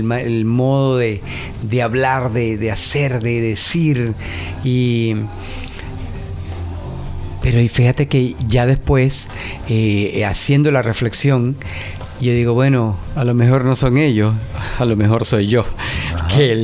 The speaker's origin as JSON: {"language": "Spanish", "country": "Venezuela", "moved": "yes", "lives_now": "United States", "said": "yo soy venezolano, radicado ya hace muchos años en Estados Unidos"}